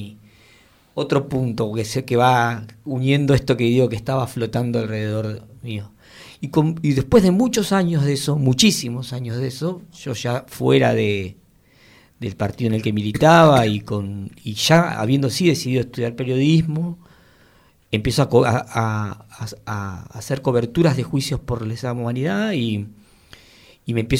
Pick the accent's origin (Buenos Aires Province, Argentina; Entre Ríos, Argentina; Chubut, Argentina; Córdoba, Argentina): Buenos Aires Province, Argentina; Mar del Plata; yo soy de Mar del Plata